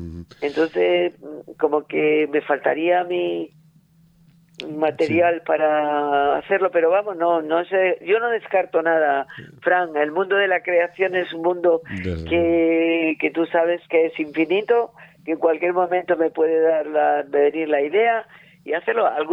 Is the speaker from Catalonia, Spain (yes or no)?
no; Olivares, Andalusia, Spain; born there; yo nací en un pueblecillo pequeño de Granada que se llama Olivares, que es una pedanía de un pueblo más importante de Granada que se llama Moclín.